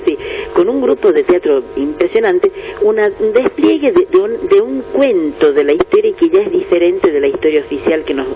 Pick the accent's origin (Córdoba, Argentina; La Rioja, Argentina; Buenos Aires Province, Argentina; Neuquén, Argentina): La Rioja, Argentina; la historia que nos contaron a nosotros en la escuela siendo riojanos